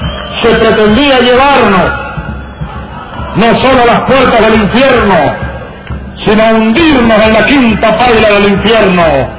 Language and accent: Spanish; Los Llanos, Venezuela; un hombre de mi tierra, de los llanos de Venezuela